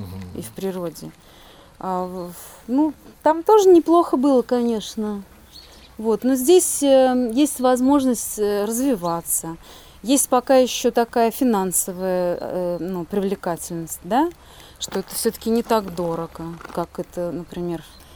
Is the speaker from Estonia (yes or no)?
no; Penza, Penza Oblast, Russia; also born or lived in Saint Petersburg / Moscow; Нет, я из Пензы, но я почти, ну, большую часть жизни прожила в Петербурге и в Москве.